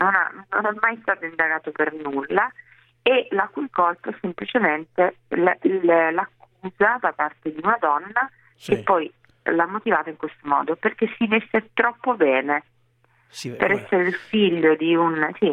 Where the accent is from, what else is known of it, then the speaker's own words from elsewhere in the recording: Sicily, Italy; io sono cresciuta in Sicilia e andavo a scuola con dei ragazzi